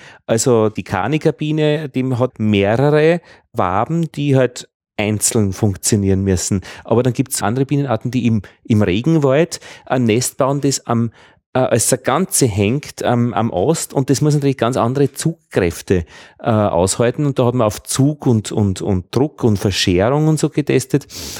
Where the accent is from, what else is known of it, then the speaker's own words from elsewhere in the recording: Vienna, Austria; Ja, hallo … aus Wien.